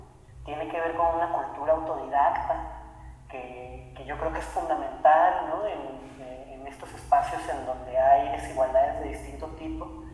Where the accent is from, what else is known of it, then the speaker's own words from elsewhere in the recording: La Laguna, Mexico; Yo soy de La Laguna, que es esta zona que está entre Coahuila y Durango, en el norte de México.